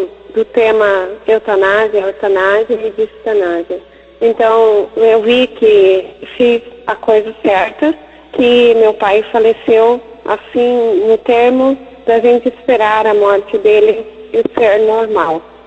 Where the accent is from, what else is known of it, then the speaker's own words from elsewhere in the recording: Santa Rita, Alto Paraná, Paraguay; eu sou aqui de Santa Rita, do Paraguai.